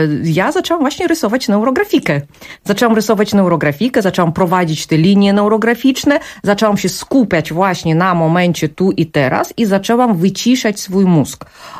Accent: South Korea; Ja jako rodowita Koranka przerobiłam to powiedzenie właśnie na ten swój koreański sposób.

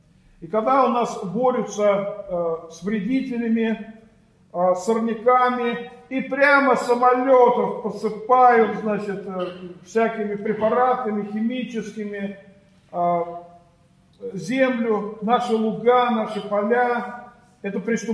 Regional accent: Orekhovo-Zuyevo, Moscow Oblast, Russia; Я вот сам родом из Орехово-Зуево, и там у нас в Подмосковье

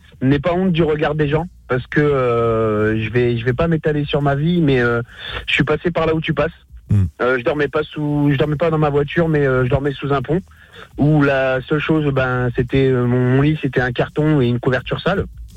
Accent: Hauts-de-France, France; je suis du Pas-de-Calais aussi, voilà, je suis près de Lens, je suis du Pas-de-Calais aussi

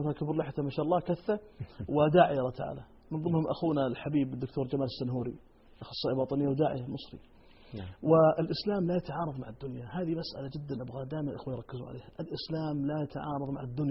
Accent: Saudi Arabia; ولاة الأمر عندنا في المملكة العربية السعودية

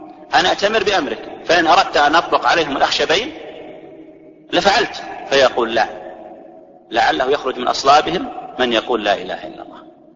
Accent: Saudi Arabia; واضح يجي في الدولة مثل عندنا في السعودية له شكل

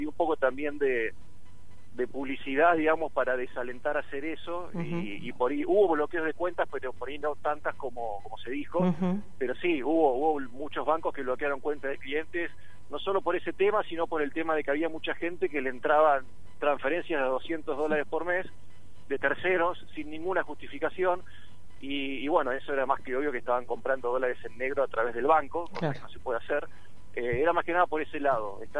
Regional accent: Olavarría, Buenos Aires Province, Argentina; Sí, soy de Olavarría yo.

